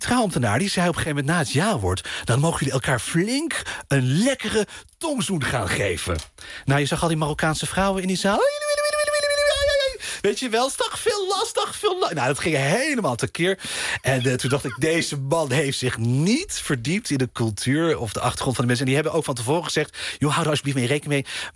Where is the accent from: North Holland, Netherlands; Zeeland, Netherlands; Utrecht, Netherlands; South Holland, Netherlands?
South Holland, Netherlands; The Hague; born there; Aan het strand, Den Haag, waar ik geboren ben.